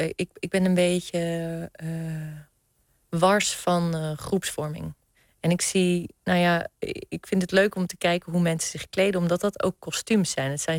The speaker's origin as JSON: {"language": "Dutch", "town": "Nieuwendijk", "region": "South Holland", "country": "Netherlands", "tie": "born or raised there", "said": "Ik ben opgegroeid in de Hoekse Waard, een heel klein dorpje Nieuwendijk."}